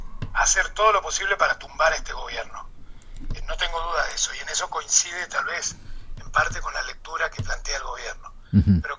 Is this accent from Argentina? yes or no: yes; Argentina; moved away as an adult; yo y mucha gente estamos aquí, de los que vinimos de Argentina y de otros países, desde los 80